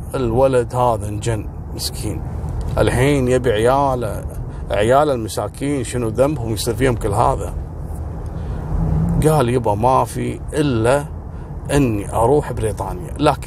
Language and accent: Arabic; Kuwait; يا ريت صراحة النظام هذا عندنا في الكويت صراحة